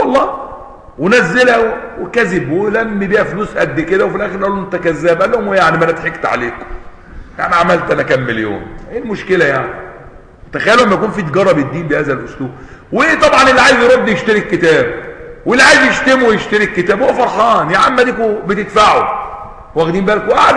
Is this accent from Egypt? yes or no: yes; Egypt; زي ما كانوا عندنا في مصر قديما بيسموا القطن الذهب